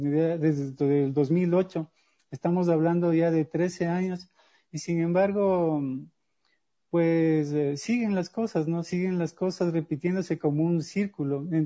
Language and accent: Spanish; Ecuador; no sé si sea solo yo como escritor ecuatoriano